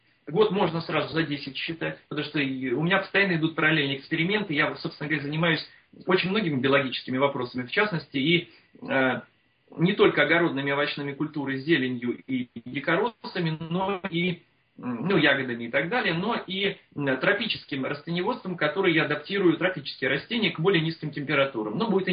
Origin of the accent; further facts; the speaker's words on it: Moscow, Russia; Я коренным москвичем, будучи всегда знал, что я буду жить за городом, что я буду жить на своей земле